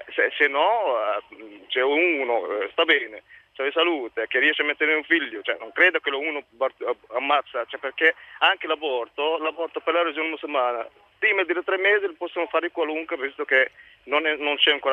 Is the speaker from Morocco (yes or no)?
yes; Morocco; now in Italy; Io sono del Marocco.